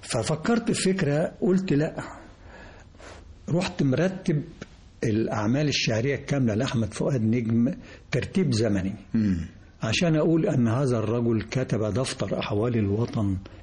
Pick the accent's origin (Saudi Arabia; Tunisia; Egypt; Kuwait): Egypt; وأنا بعتقد أن ده يعني واجب علي كمصري يحب مصر وأبناء مصر